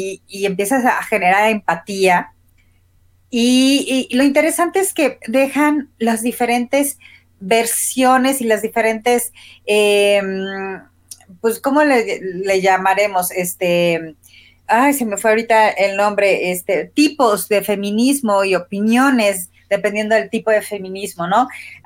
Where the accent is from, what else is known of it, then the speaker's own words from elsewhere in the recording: Morelia, Michoacán, Mexico; cómo ha sido ser feminista en la generación X en México y creciendo en Morelia